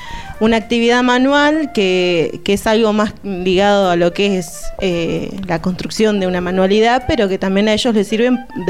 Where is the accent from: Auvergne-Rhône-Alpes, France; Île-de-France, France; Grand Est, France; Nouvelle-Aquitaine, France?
Nouvelle-Aquitaine, France; now in Argentina; también soy vasca, francesa.